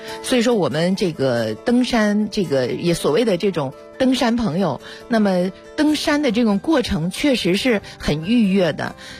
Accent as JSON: {"language": "Chinese", "region": "Beijing", "country": "China", "said": "我们北京人"}